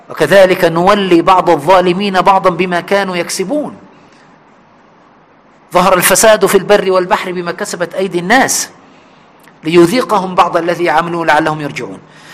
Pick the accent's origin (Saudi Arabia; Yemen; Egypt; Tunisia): Egypt; في بلدنا مصر